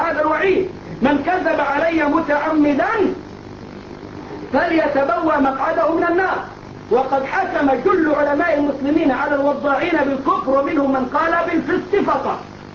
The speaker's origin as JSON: {"language": "Arabic", "country": "Egypt", "said": "ولا زي الراجل عندنا في مصر يقول لك النبي يعلم الساعة"}